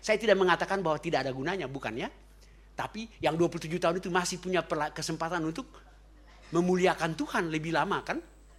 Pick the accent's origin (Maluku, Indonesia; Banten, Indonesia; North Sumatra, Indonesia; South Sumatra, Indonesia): Maluku, Indonesia; Ambon; karena saya orang Ambon